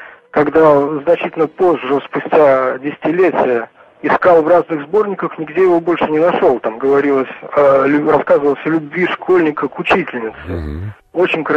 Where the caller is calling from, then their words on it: Germany; Да, я из Германии, я уже звонил вам.